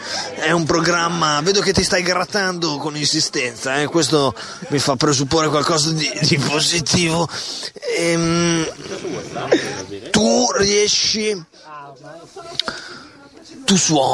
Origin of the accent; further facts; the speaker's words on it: Bologna, Emilia-Romagna, Italy; Io per esempio abito, sono di Bologna